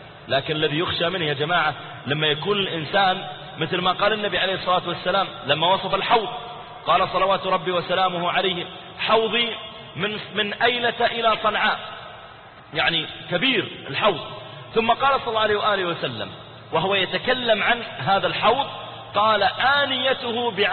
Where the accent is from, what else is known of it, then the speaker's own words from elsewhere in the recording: Riyadh, Riyadh Province, Saudi Arabia; أذكر واحد من الشباب عندنا في الرياض